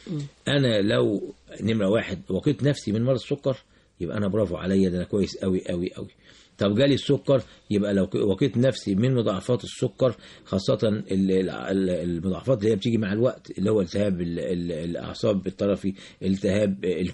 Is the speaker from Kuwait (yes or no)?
no; Egypt; احنا عندنا في مصر هنا العيان ما يكتشفش ان عنده سكر